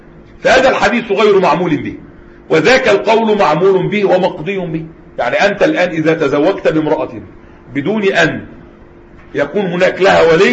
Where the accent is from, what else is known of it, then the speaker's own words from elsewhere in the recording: Egypt; حتى المأذون لغاية دلوقتي عندنا في مصر